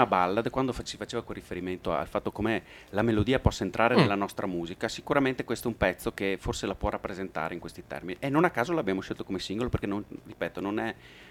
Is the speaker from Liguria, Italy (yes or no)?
no; Treviso, Veneto, Italy; Cioè oggi noi veniamo da Treviso, ma abbiamo girato un pochino